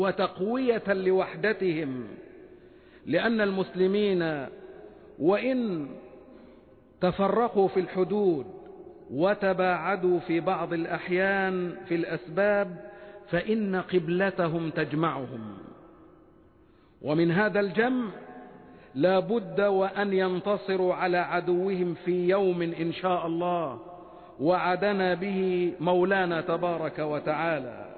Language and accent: Arabic; Egypt; وأن يحفظ بلدنا مصر وشعبها وقائدها وكل مؤسساتها من كل مكروه وسوء